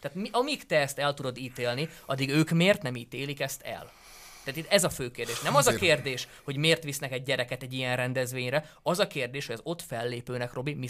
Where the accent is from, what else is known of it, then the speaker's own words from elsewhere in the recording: Zakarpattia Oblast, Ukraine; de most én azt látom kárpátaljaiként, én azt mondom, hogy annyit hallgattuk már, hogy az oroszok ilyen rosszak